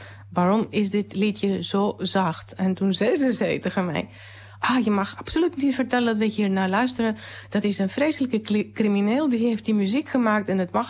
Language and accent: Dutch; Piraeus, Attica, Greece; wij in een klein huisje in Piraeus, waar ik opgroeide met mijn vader en moeder